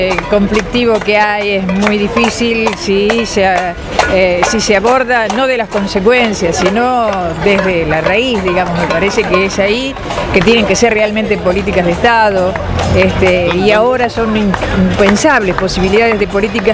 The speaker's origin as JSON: {"language": "Spanish", "town": "Tandil", "region": "Buenos Aires Province", "country": "Argentina", "said": "soy de Tandil"}